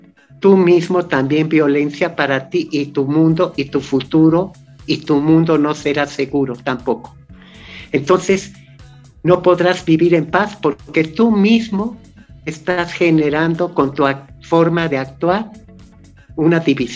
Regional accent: Mexico; ¿cuáles son nuestros grandes temas que también debemos reconocer como mexicano?

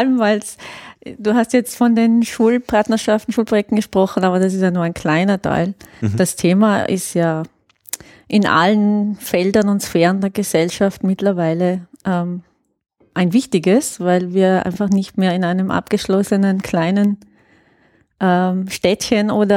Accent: Trentino-Alto Adige, Italy; Ich komme eigentlich aus Südtirol

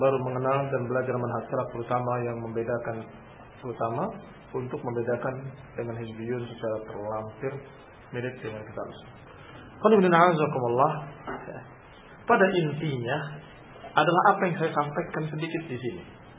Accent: Thailand; Indonesian is a second language; Thailand. Dari Thailand. Assalamualaikum warahmatullahi wabarakatuh. Saya mohon maaf atas kekurangan bahasa Indonesia saya.

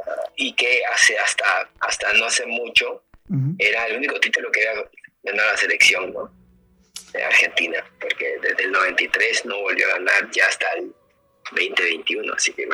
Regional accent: Guayaquil, Guayas, Ecuador; born there; Mi abuelo vivía en Guayaquil, yo nací en Guayaquil, pero ya me había movido a otro lugar.

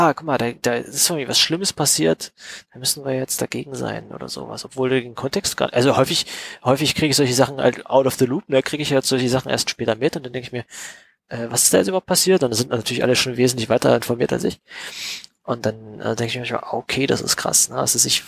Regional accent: East Germany, Germany; weil wir es irgendwie als Kinder in Ostdeutschland nicht anders wussten oder sowas

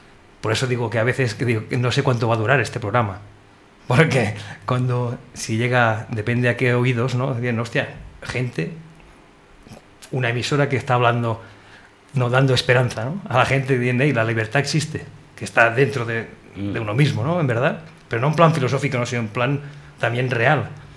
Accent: Catalonia, Spain; Tú eres educación marroquí y yo soy educación catalana

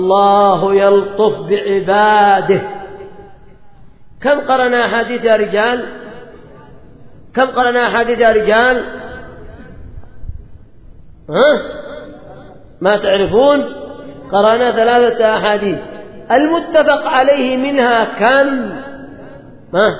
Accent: Yemen; عندنا في اليمن القبيلة أيضا، القبيلة لها دور

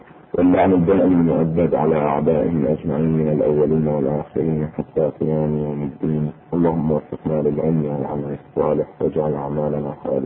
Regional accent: Bahrain; اذا لاحظونه في الاساليب الدراسيه عندنا في البحرين سابقا

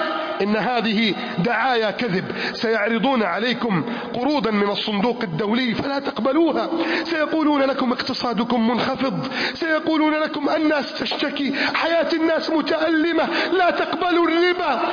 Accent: Egypt; اللهم احفظ بلدنا مصر، اللهم أعن بلدنا مصر، اللهم ارفع راية بلدنا مصر

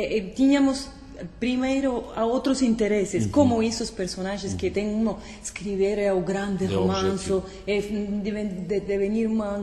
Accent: Cuba; Portuguese is a second language; porque é uma sociedade, a sociedade cubana, onde eu cresci. Quando eu fui pequena, nos anos 70, 80

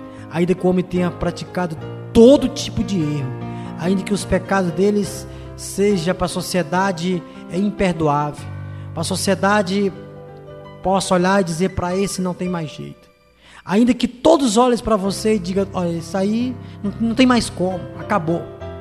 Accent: Ceará, Brazil; Hoje nasci no dia 17 de agosto de 1966, sou cearense, graças a Deus, com muito orgulho, e sou filho de crente, filho de pastor.

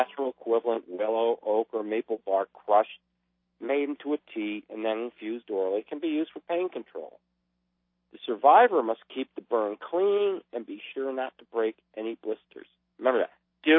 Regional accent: United States; I'm from America. I come from the land of plenty.

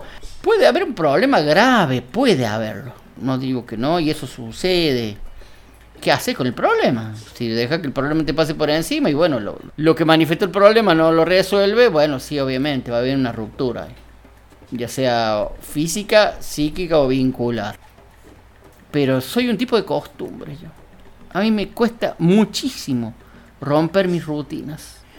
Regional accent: Cruz del Eje, Córdoba, Argentina; Yo nací acá. Mismo, soy cruz del Ejeño por donde me busqué. En el consultorio del doctor Arrigoni, en la calle Eva Perón. En la cuadra que está entre la Rafael Núñez y la Alsina.

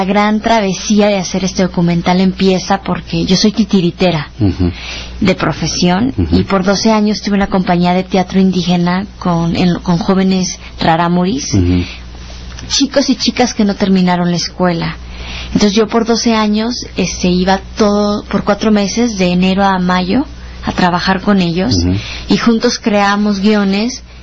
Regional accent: Chihuahua, Mexico; soy de Chihuahua, soy norteña.

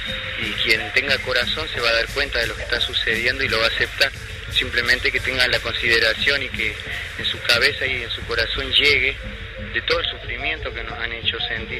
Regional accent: Córdoba, Argentina; soy de la nacionalidad Comechingón, descendencia Comechingón, soy de Córdoba

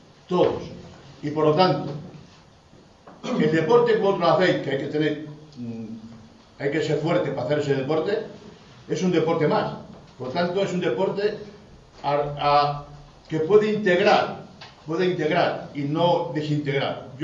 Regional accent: Spain; born there; yo soy inmigrante. Yo nací en España, que podía haber nacido en otro país.

